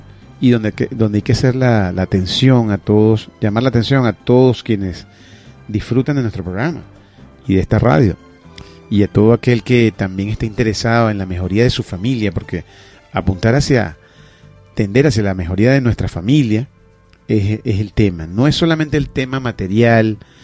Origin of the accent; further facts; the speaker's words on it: Venezuela; no solamente somos ciudadanos de Venezuela, sino también somos ciudadanos del mundo.